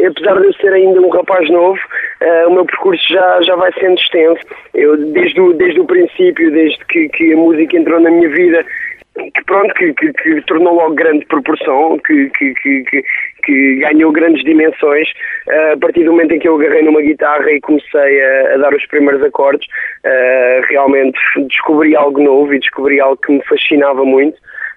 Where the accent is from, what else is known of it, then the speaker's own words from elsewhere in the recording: Costa da Caparica, Setúbal, Portugal; eu sou da Costa da Caparica e o máximo que andei foi arredores, digamos assim.